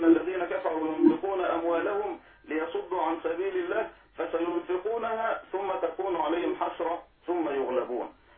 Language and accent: Arabic; Damietta Governorate, Egypt; دائما أتجه يعني في سفرياتي إلى بلدي أو قريتي في محافظة دمياط